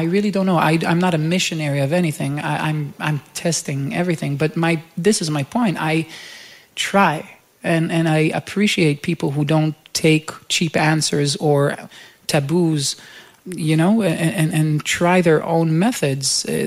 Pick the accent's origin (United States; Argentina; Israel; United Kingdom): Israel; Jerusalem, Jerusalem District; where I just picked up a guitar and asked, you know, one of these bars in my hometown in Jerusalem if I can play there.